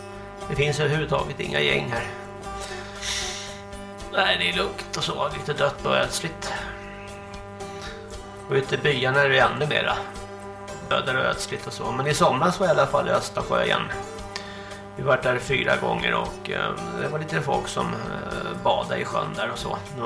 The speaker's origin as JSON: {"language": "Swedish", "country": "Sweden", "said": "jag kommer ju från Vallsta och Märsta där, så det är lite skillnad och så"}